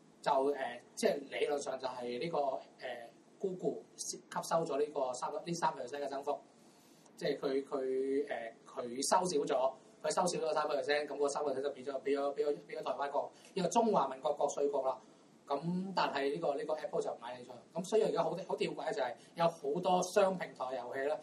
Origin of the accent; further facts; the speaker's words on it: Hong Kong; 因為第一係我係香港人卡啦，